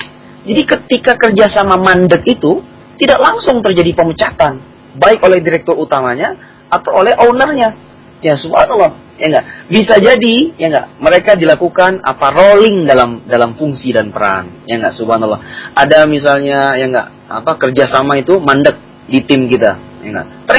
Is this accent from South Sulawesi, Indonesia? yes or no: yes; Makassar, South Sulawesi, Indonesia; dia asalnya dari Kalimantan, saya asalnya dari Makassar, kan begitu.